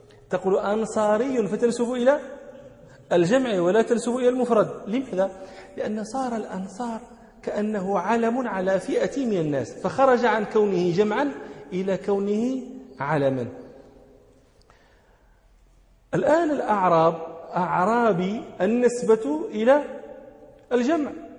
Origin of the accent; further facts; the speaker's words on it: Morocco; من أمثلة ذلك عندنا في المغرب الجبال المنسوب إليهم يقولون فيه جبلي